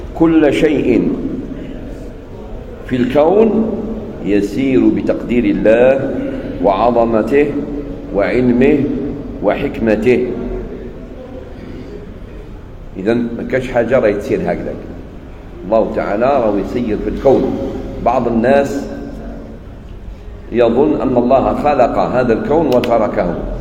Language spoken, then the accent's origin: Arabic; Algeria; احنا عندنا في الجزائر والمغرب تونس في الغالب كي نقولوا صلاة الفجر نقصدوا بها السنة